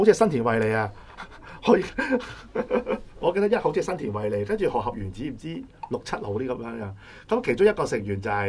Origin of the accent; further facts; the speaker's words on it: Hong Kong; 第二咧同我哋香港人有關嘅嗱